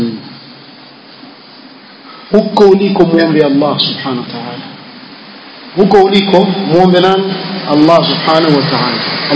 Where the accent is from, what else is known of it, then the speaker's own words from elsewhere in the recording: Hadhramaut, Yemen; kule kwetu Hadhramaut